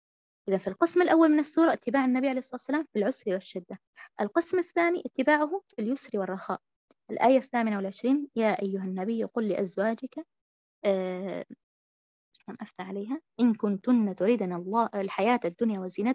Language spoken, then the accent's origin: Arabic; Syria; مثلا أنا أقول يعني عن بلدي الشام مثلا